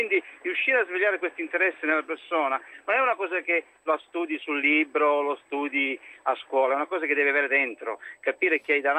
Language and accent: Italian; Crotone, Calabria, Italy; now in Como, Italy; io chiamo da Como, ma sono calabrese, sono di Crotone.